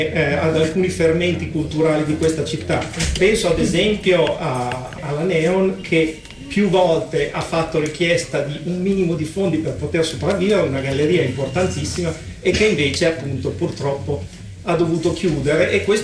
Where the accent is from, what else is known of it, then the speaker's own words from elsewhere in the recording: Bologna, Emilia-Romagna, Italy; Innanzitutto io volevo ringraziarvi, da bolognese, da artista e operatore culturale